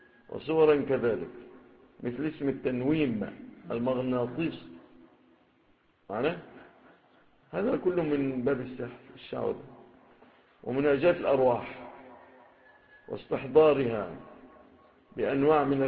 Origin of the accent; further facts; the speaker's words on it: Egypt; ربما ما تكونش في بلادنا مصر